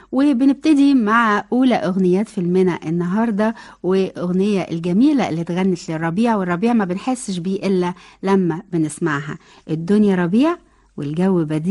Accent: Egypt; عشان بلدنا مصر الغالية

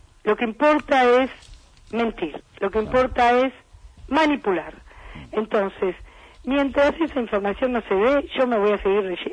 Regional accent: Argentina; esto se lo dice una editora como colega y como ciudadana argentina

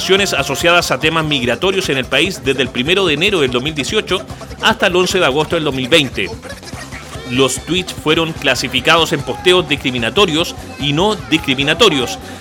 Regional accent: Chile; sin saber lo racista que somos los chilenos, sin saber lo xenofóbicos justamente que somos, ¿ya?

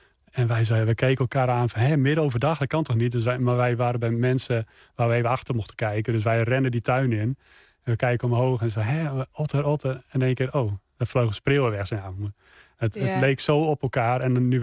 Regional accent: Friesland, Netherlands; Ja, ik ben in Friesland geboren en opgegroeid.

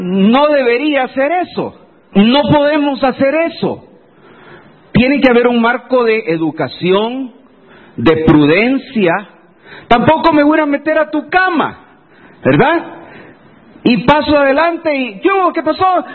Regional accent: Santa Tecla, La Libertad, El Salvador; Hace muchos años, yo recuerdo en mi pueblo, ahí en Santa Tecla, todo el mundo nos conocíamos.

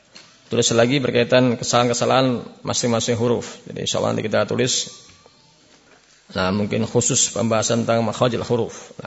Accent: Java, Indonesia; Saya sendiri orang Jawa.

